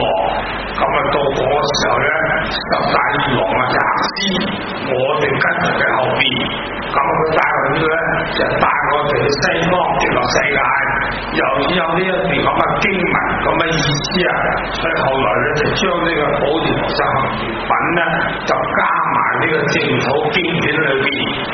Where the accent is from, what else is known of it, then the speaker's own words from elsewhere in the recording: Hong Kong; 我本身是香港人，我有家庭都不小的，我近啲住，所以呢就我哋好標準廣東話呢